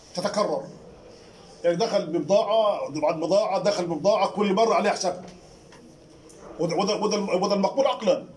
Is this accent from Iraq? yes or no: no; Egypt; من ذمه عندنا في مصر وينتقل به الى السعوديه